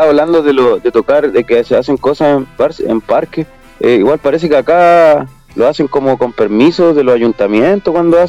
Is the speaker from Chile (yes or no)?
yes; Santiago, Santiago Metropolitan Region, Chile; Bueno, yo hablo específicamente de Santiago porque nosotros somos de Santiago. Bueno, igual hemos recorrido harto de norte